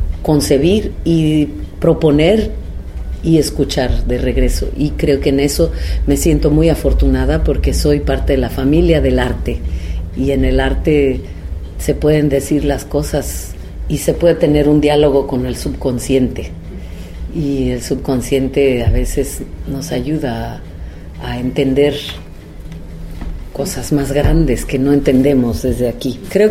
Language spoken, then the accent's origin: Spanish; Oaxaca, Mexico; y también como oaxaqueña, porque creo que como oaxaqueña percibimos la política de una manera distinta, en la que toda la comunidad participa de cierta forma en las decisiones, ¿no?, de nuestra sociedad.